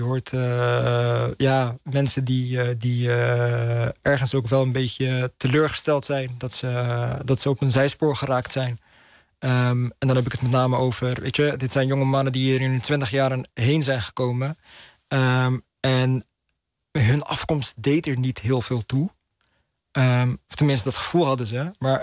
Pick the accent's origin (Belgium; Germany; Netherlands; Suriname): Netherlands; om als Marokkaans-Nederlandse millennial op te groeien in het Nederland na 9-11